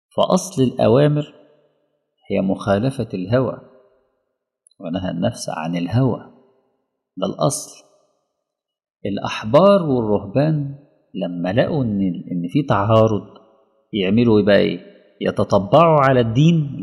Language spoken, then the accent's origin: Arabic; Alexandria, Alexandria Governorate, Egypt; يعني في أولاد كتير جدا مثلا في مدينتي في الأسكندرية